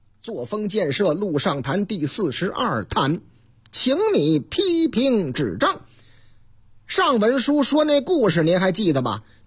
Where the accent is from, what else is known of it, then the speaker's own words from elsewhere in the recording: Yangquan, Shanxi, China; 反正这个司机是我老家的，是这个司机，哎，山西的啊，山西阳泉那个地方